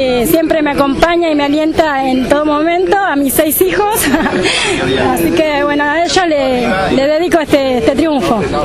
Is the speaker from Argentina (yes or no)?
yes; Ciudadela, Buenos Aires Province, Argentina; soy de José Ingeniero Ciudadela. Es la primera vez que vengo acá a Lobos